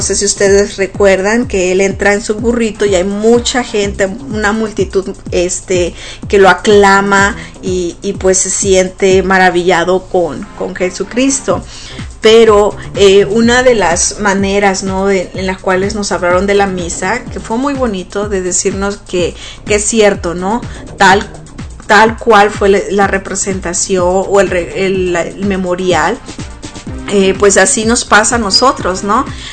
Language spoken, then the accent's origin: Spanish; Sonora, Mexico; casi la mayoría de los que somos niños y que crecimos en Sonora